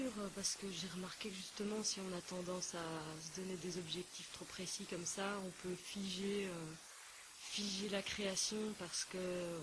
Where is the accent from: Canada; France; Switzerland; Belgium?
Belgium; Il faut dire que chez nous, en Belgique, il pleut beaucoup.